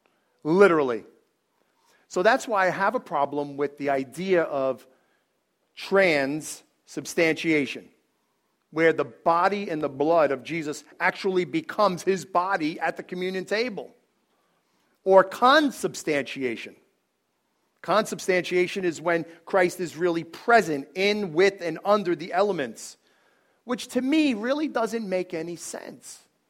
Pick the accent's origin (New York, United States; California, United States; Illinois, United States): New York, United States; Bronx; I'm not yelling, I'm talk like this. This is, I'm from the Bronx. I'm Italian.